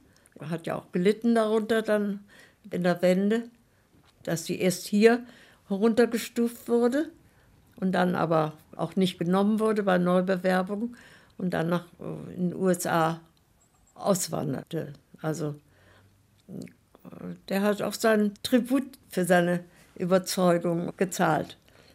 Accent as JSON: {"language": "German", "country": "Austria", "moved": "as an adult", "lives_now": "East Germany", "said": "dass die Privilegien, die wir hatten als Österreicher, dass das nicht gut war unter den Kollegen. Wir konnten immer nach Österreich fahren zum Urlaub und Berge steigen dort"}